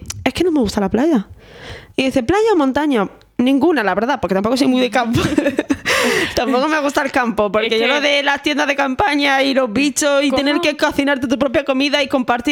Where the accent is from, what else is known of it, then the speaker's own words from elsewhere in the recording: Valladolid, Castile and León, Spain; also born or lived in Sahara; yo soy de Valladolid. Entonces, bueno, soy del Sahara, pero criada en Valladolid.